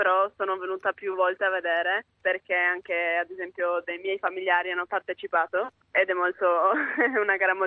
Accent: Trieste, Friuli-Venezia Giulia, Italy; La clanf da triestina la so fare.

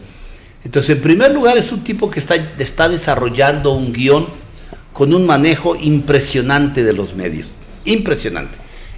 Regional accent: Mexico; también tenemos que verlo con responsabilidad como mexicanos

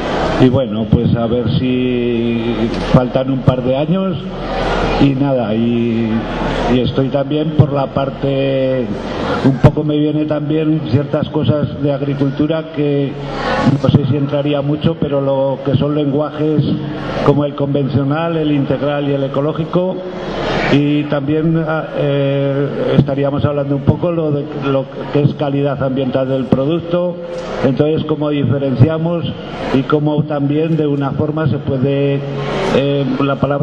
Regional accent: Gallocanta, Aragon, Spain; vengo de la zona de Gallocanta, unos 90 kilómetros

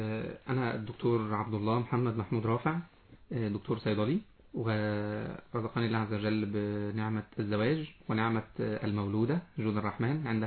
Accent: Qanater, Qalyubia, Egypt; من القناة الخيرية، محافظة القليوبية.

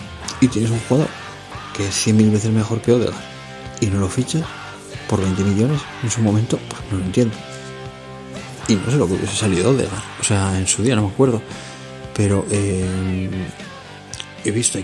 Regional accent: Bilbao, Basque Country, Spain; yo soy de Bilbao, por lo tanto mi equipo es el Atlético

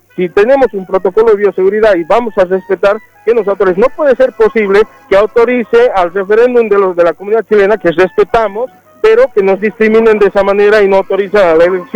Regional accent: Bolivia; como comunidad boliviana

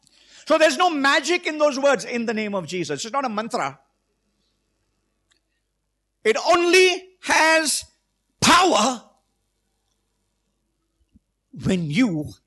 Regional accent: Mumbai, Maharashtra, India; I remember when I was growing up in Mumbai

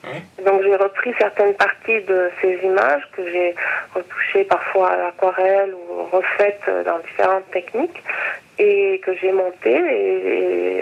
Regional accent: Morocco; c'était un petit rappel au fait que j'ai grandi au Maroc, donc c'était un rappel à ce pays qui est un pays que j'aime beaucoup.

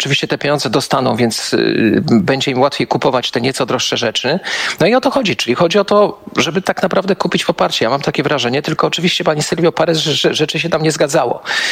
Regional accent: Kraków, Lesser Poland, Poland; Ja jestem krakowianinem, mieszkam od wielu, wielu lat, tak połowę tygodnia w Krakowie, połowę w Warszawie, ale akurat w tej chwili jestem w Krakowie.

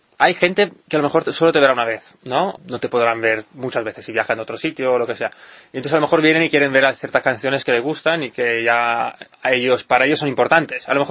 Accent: Italy; also born or lived in United States; yo soy de origen italiano, he vivido mucho tiempo en Estados Unidos.

